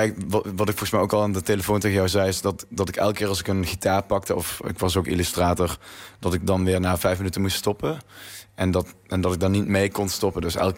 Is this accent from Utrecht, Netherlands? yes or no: no; North Brabant, Netherlands; accent: Brabant; Maar ik had een groot Brabants accent